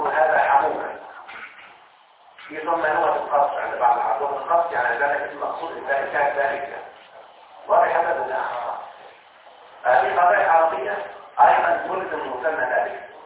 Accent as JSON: {"language": "Arabic", "country": "Egypt", "said": "احنا على فكرة كمصريين نتكلم بهذه اللهجة او اللغة"}